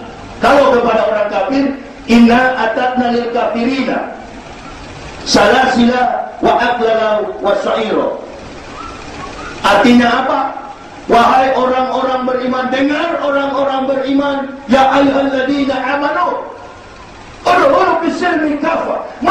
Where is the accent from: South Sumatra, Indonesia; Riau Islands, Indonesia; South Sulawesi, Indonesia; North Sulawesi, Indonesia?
North Sulawesi, Indonesia; Manado; Saya orang Manado.